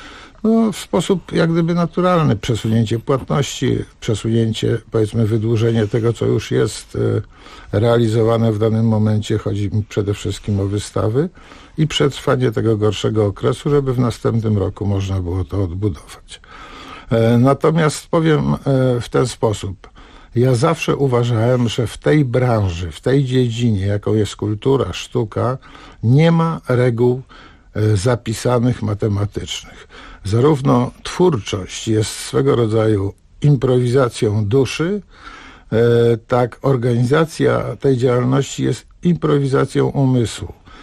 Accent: Pionki, Masovian Voivodeship, Poland; Przez wiele lat byłem dyrektorem Domu Kultury w Pionkach właśnie, gdzie mieszkam, skąd pochodzę i gdzie jestem również radnym

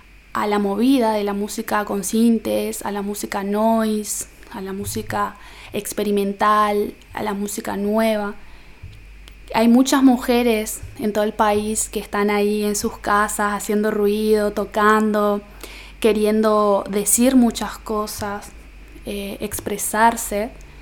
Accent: Formosa, Argentina; Tengo 24 años y soy de Formosa Capital.

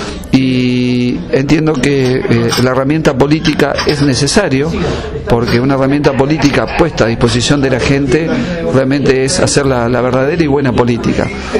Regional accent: Argentina; creo de que como ciudadano argentino, ¿no?, opino de que debemos todos apoyar

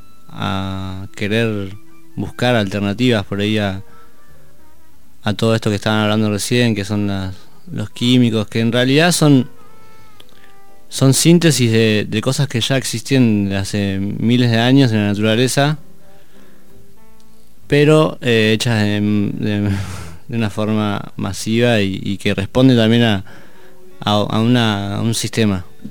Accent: Bariloche, Río Negro, Argentina; como yo soy de Bariloche y es lo mismo que el paisaje y todo eso

